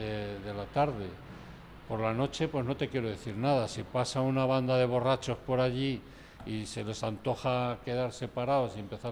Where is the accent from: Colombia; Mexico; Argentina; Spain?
Spain; Salamanca, Castile and León; Y yo, que soy salmantino, con 12 años, 10 años, o sea, estoy hablando de hace más de 60 años